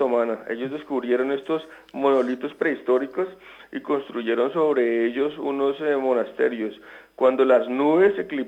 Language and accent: Spanish; Greece; Spanish is a second language; son parte de mis recuerdos más indelebles de mi infancia en Grecia